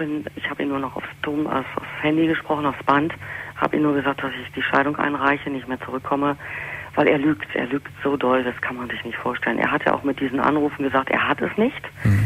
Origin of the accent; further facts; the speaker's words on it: Berlin, Germany; ich bin ja Berlinerin, er wohnt im Norden oben.